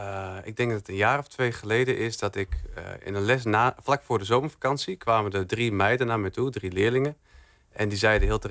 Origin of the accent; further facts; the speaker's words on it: Emmen, Drenthe, Netherlands; ik kom uit Emmen, dus dat is toch nog wel een rit van 1,5 uur.